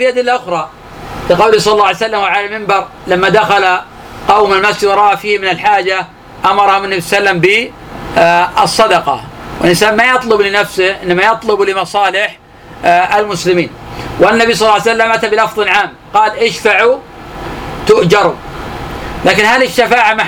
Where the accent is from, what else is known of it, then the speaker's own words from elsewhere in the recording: Najd, Saudi Arabia; كان عندنا في نجد يسمونه كنيف البرج،